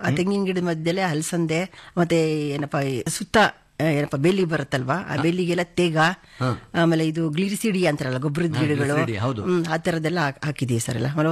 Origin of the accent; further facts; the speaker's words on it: Channadevi Agrahara, Karnataka, India; ನಾವು ಸರ್ ಚನ್ನಾದೇವಿ ಅಗ್ರಹಾರ ಗ್ರಾಮ, ನಮ್ದು ಮದುರೆ ಹೋಬಳಿ ಬರುತ್ತೆ, ದೊಡ್ಡಬಳ್ಳಾಪುರ ತಾಲೂಕು, ಬೆಂಗಳೂರು ಗ್ರಾಮಾಂತರ ಜಿಲ್ಲೆ.